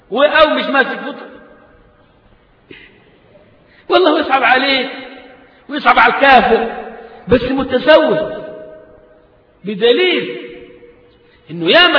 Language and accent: Arabic; Egypt; قيل في المثل عندنا كمصريين